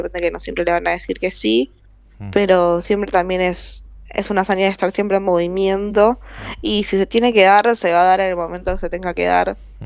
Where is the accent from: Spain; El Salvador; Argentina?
Argentina; yo siendo una artista argentina